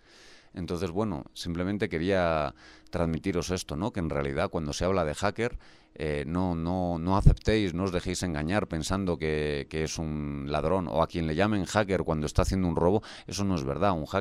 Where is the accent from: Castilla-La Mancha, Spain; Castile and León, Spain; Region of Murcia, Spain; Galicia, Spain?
Galicia, Spain; Por ejemplo, en mi tierra, en Galicia, los vecinos se compraban los tractores entre muchos vecinos